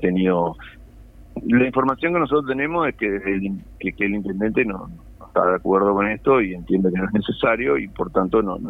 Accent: Colonia, Uruguay; now in Canelones, Uruguay; Yo cumplo la función de guardavía desde el 97 en Canelones. Siempre trabajé acá. Si bien soy de Colonia

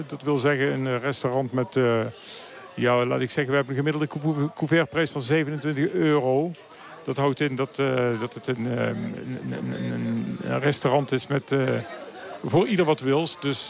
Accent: Netherlands; moved away; Ik ben hier zelf heel vaak gaan fietsen voordat ik als Nederlandse toerist, toen ik nog in Nederland woonde.

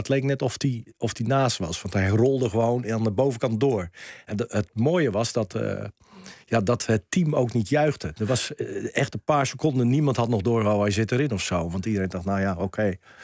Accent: South Holland, Netherlands; Ik ben opgegroeid in het Rotterdamse.

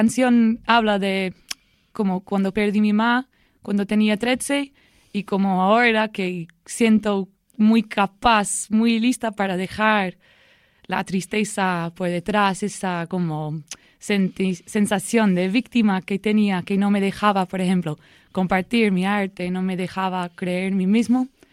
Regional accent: Dublin, Leinster, Ireland; now in Barcelona, Spain; Y soy de Dublín, en Irlanda, pero vivo aquí hace 4 años y siempre fue era mi sueño vivir aquí.

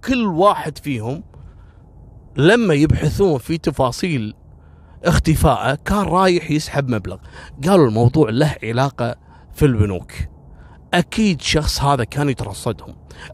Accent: Kuwait; قصة رقم 25 اللي هو الحرام المقنع اللي حصل عندنا في الكويت

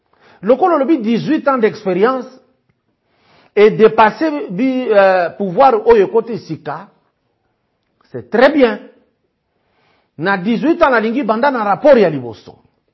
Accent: Katuba, Haut-Katanga, DR Congo; moi j'ai grandi à la Katuba

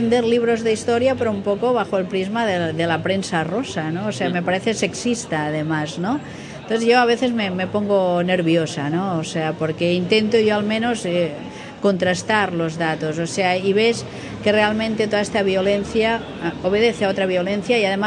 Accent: Barcelona, Catalonia, Spain; Yo, que soy de Barcelona

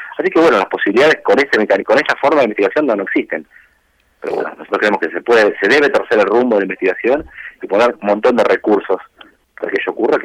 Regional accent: Argentina; como argentinos tenemos que estar orgullosos de que eso ocurra

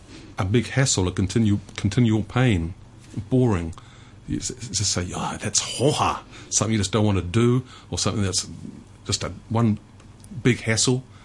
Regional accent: New Zealand; first language Maori; English is a second language; My first language is Māori, because I am a Māori from New Zealand, and I grew up with that. English, of course, but both Māori and English are official languages in New Zealand, where I grew up initially.

